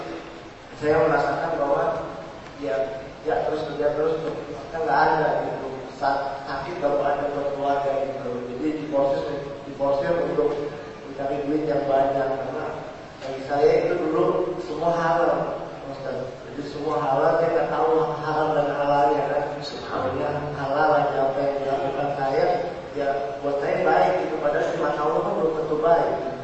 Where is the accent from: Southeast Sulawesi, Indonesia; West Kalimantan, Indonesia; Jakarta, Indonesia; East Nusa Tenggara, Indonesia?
Jakarta, Indonesia; born there; dari Jakarta … Saya ini lahir di Jakarta. Di Jakarta sekarang umur saya 26.